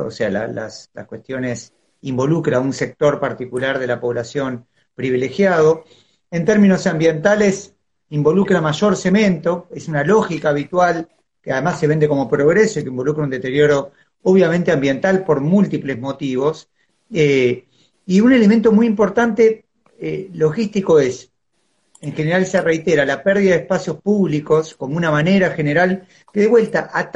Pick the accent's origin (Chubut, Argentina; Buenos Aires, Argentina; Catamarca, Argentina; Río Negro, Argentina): Buenos Aires, Argentina; Soy de Buenos Aires, vivo en Buenos Aires, nací acá.